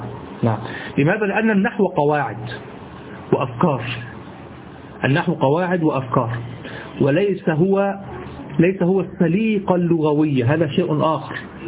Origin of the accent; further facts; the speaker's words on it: Egypt; accent: Egyptian; كما تقول أنت لشخص في لهجتنا المصرية مثلا